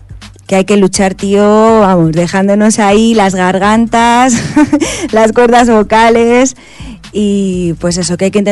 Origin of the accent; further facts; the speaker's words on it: Guadalajara, Castilla-La Mancha, Spain; Ya que Enri y yo somos castellano-manchegos. Uno es de Toledo y yo soy de Guadalajara, como ya te he dicho.